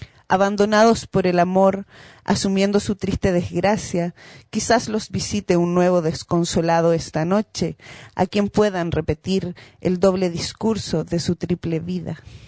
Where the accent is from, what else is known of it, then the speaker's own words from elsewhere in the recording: Iquique, Tarapacá, Chile; Sí, mis dos padres y mis cuatro abuelos. Yo soy de Camacha.